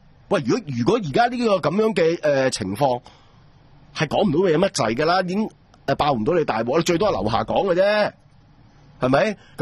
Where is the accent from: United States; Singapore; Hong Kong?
Hong Kong; 亦都係代表我哋香港人唔識點同佢玩一國兩制